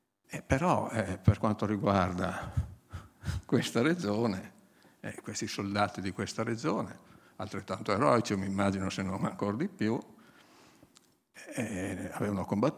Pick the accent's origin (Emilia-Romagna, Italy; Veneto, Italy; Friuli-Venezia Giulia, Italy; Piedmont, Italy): Friuli-Venezia Giulia, Italy; io sono friulano, faccio sempre i confronti col Friuli, e diciamo nel comune, dove, nel paese dove vivevo io